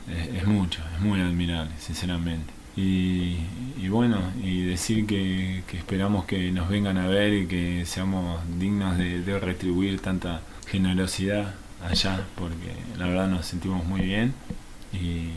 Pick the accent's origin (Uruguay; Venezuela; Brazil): Brazil; es difícil hablar porque yo en realidad soy brasilero, pero bueno, me siento muy argentino también